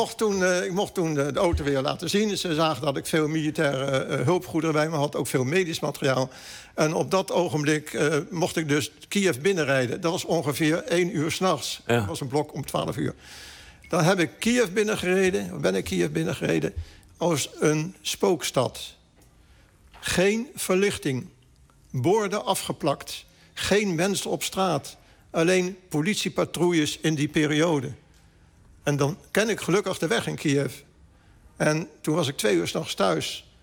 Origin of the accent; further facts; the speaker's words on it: Ukraine; Dutch is a second language; Ik ben van Oekraïne. We kunnen ook zeggen, wij zijn van Oekraïne.